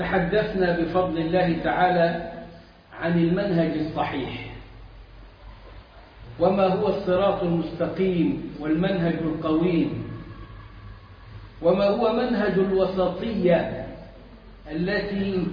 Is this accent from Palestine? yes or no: no; Egypt; إحنا عندنا في مصر الخطبة والدرس